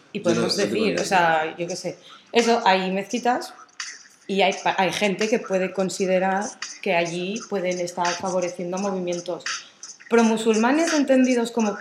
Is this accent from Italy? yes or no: no; Morocco; De Marruecos.